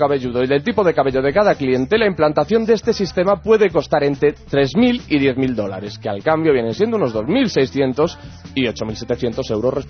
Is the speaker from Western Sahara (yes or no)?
no; Galicia, Spain; Yo las entiendo perfectamente porque, claro, yo soy gallego.